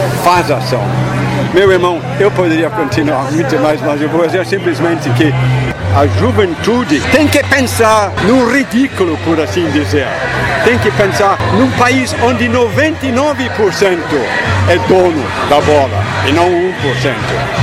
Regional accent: Scotland, United Kingdom; Portuguese is a second language; now in Brazil; Quando eu cheguei aqui no Brasil, porque eu sou escocês legítimo, quando eu cheguei aqui no Brasil na década de 60

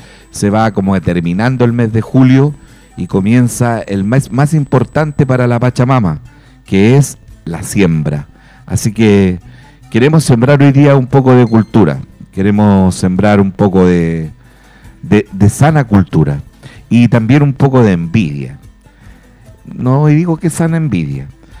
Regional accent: Chile; De verdad que somos ingratos los chilenos, ¿cierto?

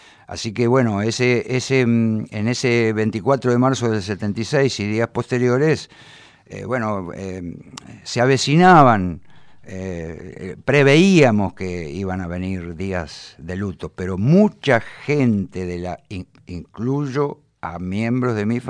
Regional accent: Bahía Blanca, Buenos Aires Province, Argentina; Y mucho bahiense de clase media, careta, pónganle el adjetivo que quieran, nos queremos parecer demasiado a los porteños

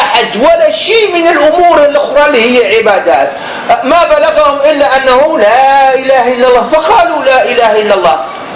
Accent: Algeria; مثلا الآن الخمر عندنا في الجزائر، الآن المجتمع العاصمة الآن الخمر

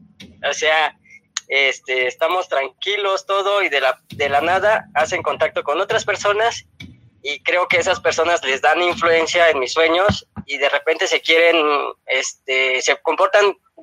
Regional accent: Ecatepec, State of Mexico, Mexico; Sí, soy de Ecatepec.

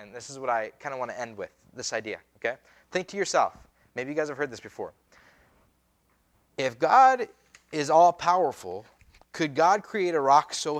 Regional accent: Pocatello, Idaho, United States; born there; I was born in Idaho. I was born in Pocatello, Idaho, right? I am a citizen of the United States by birth.

